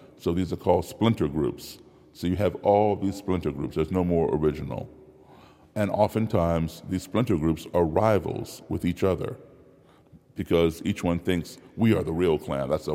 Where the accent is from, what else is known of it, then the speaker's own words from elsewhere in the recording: Chicago, Illinois, United States; now in Maryland, United States; And I'm not from Maryland, I'm from Chicago originally, but I'm living in Maryland.